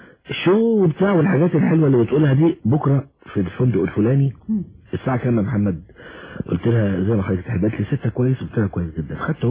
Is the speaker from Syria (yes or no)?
no; Alexandria, Alexandria Governorate, Egypt; ان انا ملحن من اسكندرية احنا اصحاب من صغرنا يعني